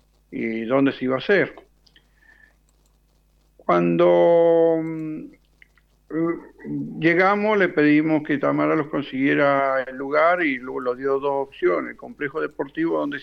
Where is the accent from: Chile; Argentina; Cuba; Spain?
Argentina; San Juan; born there; now in Ushuaia, Argentina; Soy nacido en San Juan y me vine hace 38 años. Me vine acá a Ushuaia y bueno, ya me instalé.